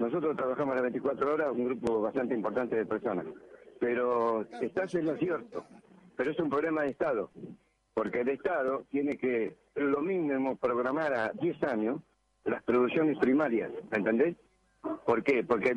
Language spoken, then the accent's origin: Spanish; Argentina; por lo menos en mi país, en Argentina, que la amo